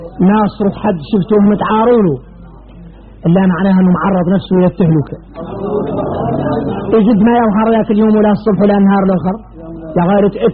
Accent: Mauritania; احنا موريتاني لا يحلم عنا هذا

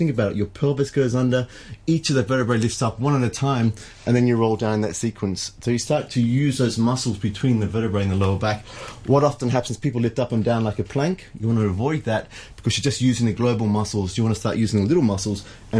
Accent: Sydney, New South Wales, Australia; there is actually a shop in Australia now, in Sydney, in my hometown

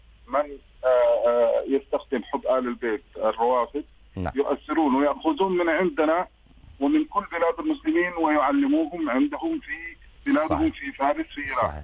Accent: Sudan; now in Medina, Saudi Arabia; نحن من أهل السودان نسكن المدينة المنورة.

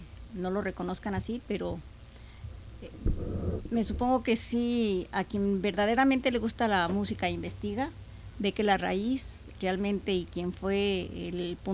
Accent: Mexico; Soy un mexicano.

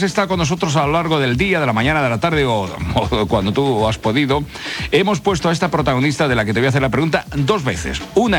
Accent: Region of Murcia, Spain; Otro de los grandes momentos, sobre todo para la banda murciana de mi tierra

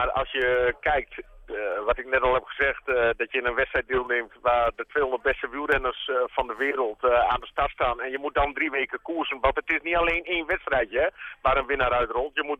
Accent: Netherlands; Ja, dat denk ik, dat hebben we als Nederlanders fantastisch goed gedaan.

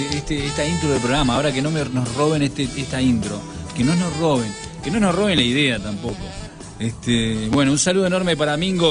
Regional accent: Argentina; also born or lived in Uruguay; yo soy uruguayo, criado en Argentina. Y estoy muy, pero muy feliz de mi patria, Argentina, y de mi patria uruguaya.

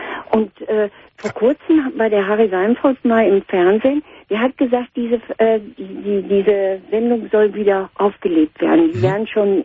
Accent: North Rhine-Westphalia, Germany; ich komme aus dem Ruhrgebiet

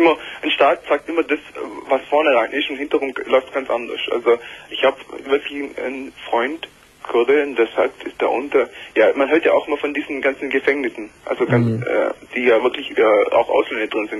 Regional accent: Eritrea; now in Germany; Also gebürtig komme ich aus Eritrea, ich weiß, ob du das kennst.

